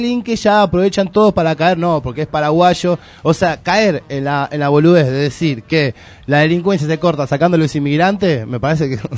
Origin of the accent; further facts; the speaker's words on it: Argentina; que yo nací acá en Argentina, viví acá